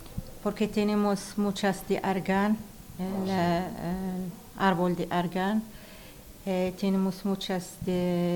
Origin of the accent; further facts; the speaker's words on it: Souss-Massa, Morocco; Spanish is a second language; En Tiznit tenemos muchas comercial, hay gente comercial mucho. En mi pueblo no, tenemos el mar, tenemos pescadores